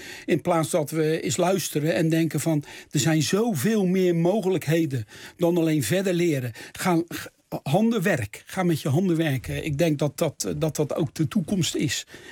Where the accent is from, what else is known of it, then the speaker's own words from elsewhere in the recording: Rotterdam, South Holland, Netherlands; ik ben echt een Rotterdammer, hè?